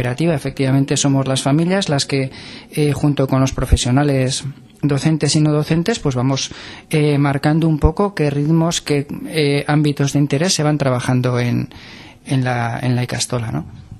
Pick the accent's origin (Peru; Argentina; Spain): Spain; Tudela, Navarre; yo soy de Tudela, normalmente nos relacionamos con gente de Tudela